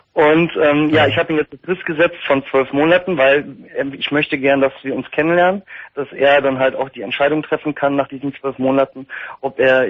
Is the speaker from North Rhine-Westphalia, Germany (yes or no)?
yes; Recklinghausen, North Rhine-Westphalia, Germany; Ich komme aus NRW, Recklinghausen.